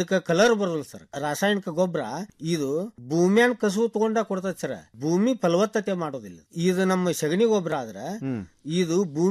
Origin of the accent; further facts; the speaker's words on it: Aralikatti, Karnataka, India; ನಾನು ಹುಬ್ಳಿ ತಾಲೂಕು ಅರಳಿಕಟ್ಟಿಯಿಂದ ಬಂದಿದ್ದೇನೆ.